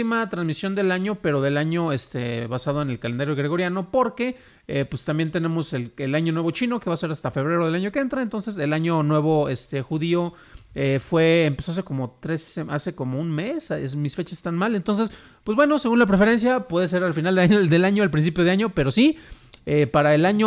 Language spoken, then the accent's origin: Spanish; San Juan de los Lagos, Jalisco, Mexico; fíjate que en mi pueblo, y yo hablo no despectivamente, en mi tierra, en San Juan de los Lagos, en mi pueblo, no hay cine.